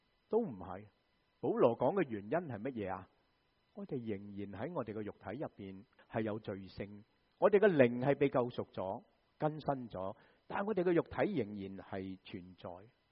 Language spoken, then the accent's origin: Chinese; Guangdong, China; 我们广东人就会怎么说啊？